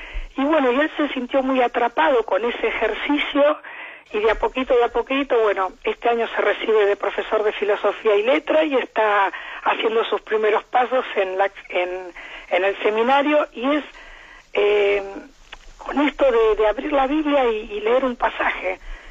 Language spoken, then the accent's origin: Spanish; Argentina; accent: Argentine; por mi acento usted ve que soy argentina